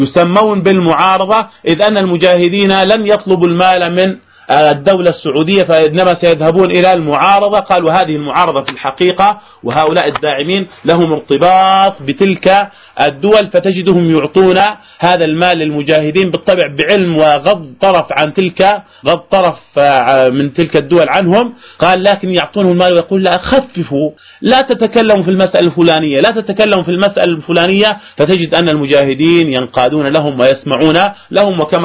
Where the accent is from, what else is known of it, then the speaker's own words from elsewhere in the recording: Jordan; الاختراق تم من الأردن، والتسلل تم من الأردن، ومن ثم وصل إلى بلاد الشام